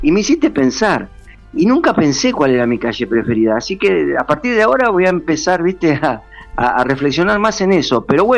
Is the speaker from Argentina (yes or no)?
yes; Argentina; Bueno, es parte de nuestro speech como argentino.